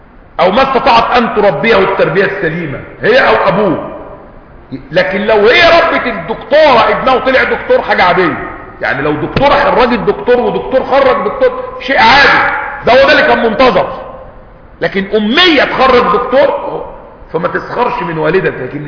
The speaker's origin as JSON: {"language": "Arabic", "country": "Egypt", "said": "مش بيقولوا كده عندنا في مصر محدث نعمة"}